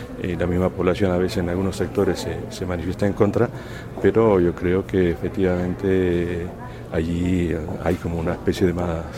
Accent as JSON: {"language": "Spanish", "country": "Spain", "said": "yo tampoco soy un especialista en Estados Unidos, yo vengo de España y me muevo más en el marco europeo"}